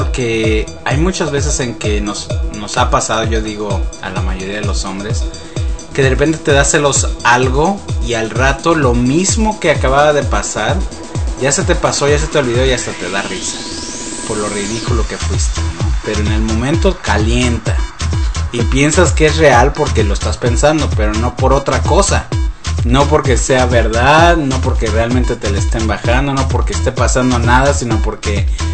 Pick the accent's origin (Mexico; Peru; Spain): Mexico; Como mexicanos, somos celosos.